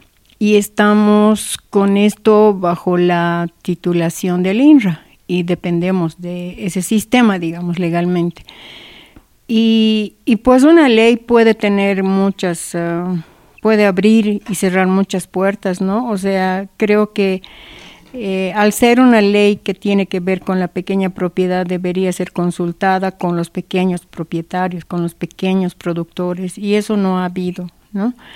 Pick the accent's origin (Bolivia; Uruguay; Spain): Bolivia; Capinota, Cochabamba; Hay en los centros poblados, en los municipios, como en Capinota, por ejemplo, de donde soy, el centro poblado está declarado como mancha urbana.